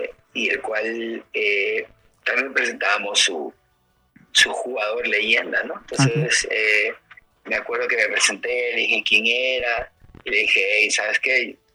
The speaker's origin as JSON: {"language": "Spanish", "town": "Guayaquil", "region": "Guayas", "country": "Ecuador", "tie": "born there", "said": "Mi abuelo vivía en Guayaquil, yo nací en Guayaquil, pero ya me había movido a otro lugar."}